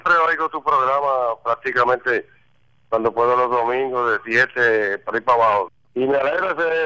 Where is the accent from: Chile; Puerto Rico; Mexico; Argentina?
Puerto Rico; Mayagüez; Nosotros, un grupo de mayagüezanos que nos gusta la música